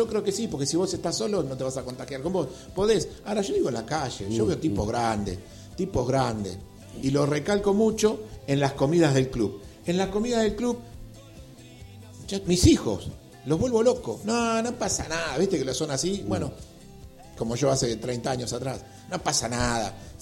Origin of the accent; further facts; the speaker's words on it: Argentina; Pero bueno, somos argentinos nosotros, todos somos argentinos